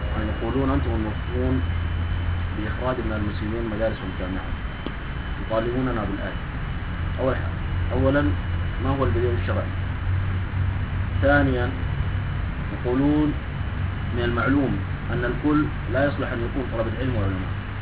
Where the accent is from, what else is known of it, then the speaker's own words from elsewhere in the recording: Sudan; فمثلا الآن عندنا في السودان